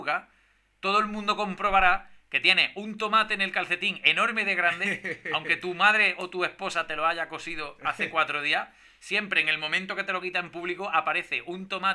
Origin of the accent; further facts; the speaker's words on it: Spain; yo soy español.